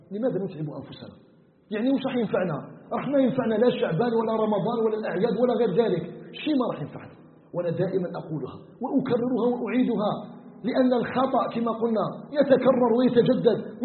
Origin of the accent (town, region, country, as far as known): Algeria